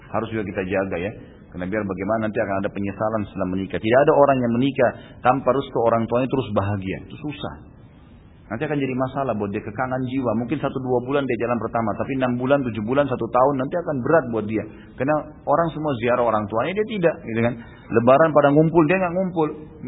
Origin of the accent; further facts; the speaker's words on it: Makassar, South Sulawesi, Indonesia; born there; kalau saya waktu itu lahir di kota Makassar tentunya